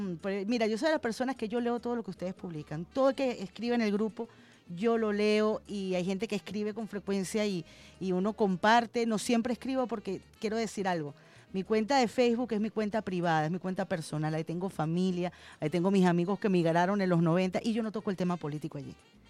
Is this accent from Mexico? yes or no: no; Colombia; now in Venezuela; Nosotros como colombianos sabemos bien de las atrocidades que cometen los paracos en mi país